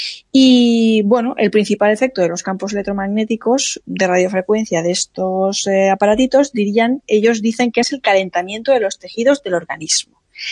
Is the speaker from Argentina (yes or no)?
no; Alicante, Valencian Community, Spain; Menos mal que llevaba unas chanclas como buena alicantina